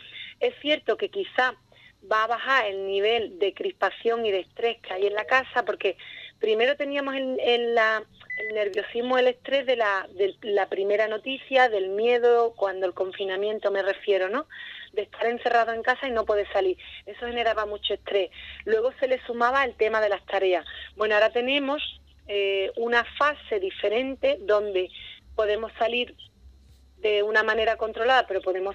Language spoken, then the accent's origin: Spanish; Ubrique, Andalusia, Spain; hombre, soy de Ubrique, conozco muy bien cómo es la circunstancia